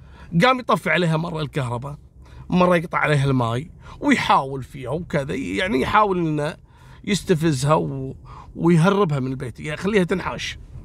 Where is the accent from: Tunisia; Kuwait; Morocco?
Kuwait; في منطقة العديلية عندنا في الكويت